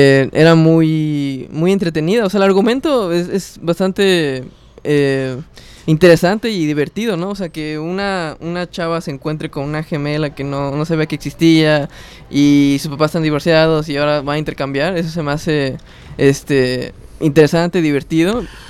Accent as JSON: {"language": "Spanish", "town": "Cancún", "region": "Quintana Roo", "country": "Mexico", "said": "yo soy de Cancún"}